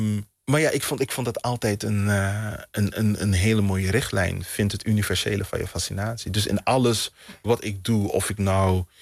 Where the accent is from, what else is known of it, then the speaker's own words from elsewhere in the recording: Suriname; born there; Weet je, ik ben geboren 10.000 kilometer die kant op.